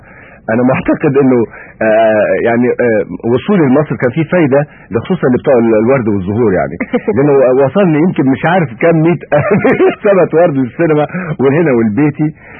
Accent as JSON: {"language": "Arabic", "country": "Egypt", "said": "واخوتي هنا في بلدي مصر"}